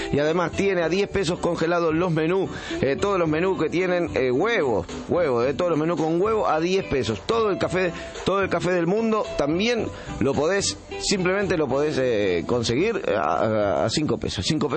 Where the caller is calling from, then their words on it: Buenos Aires, Argentina; De Buenos Aires, disculpe que no me presenté.